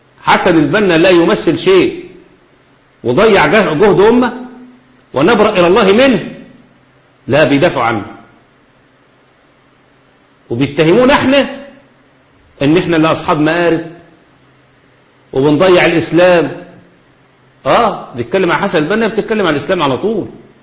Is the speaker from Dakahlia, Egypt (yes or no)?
yes; Manzala, Dakahlia, Egypt; وكان عندنا في مصر في المنصوره محافظه الدقهليه مركز اسمه مركز المنزله